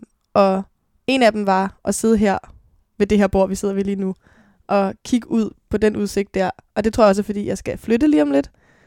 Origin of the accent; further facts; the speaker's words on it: Copenhagen, Capital Region of Denmark, Denmark; Jeg blev født på Rigshospitalet, men er vokset op de første 6 år af mit liv på Nørrebro, på Jægersborggade, sammen med min mor.